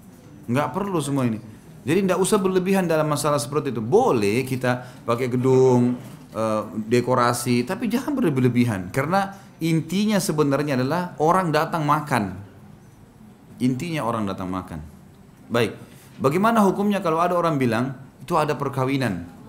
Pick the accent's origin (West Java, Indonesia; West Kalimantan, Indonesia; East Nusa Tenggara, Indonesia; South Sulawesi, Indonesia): South Sulawesi, Indonesia; Makassar; Saya orang Makassar. Makassar mengatakan undang mantu ya.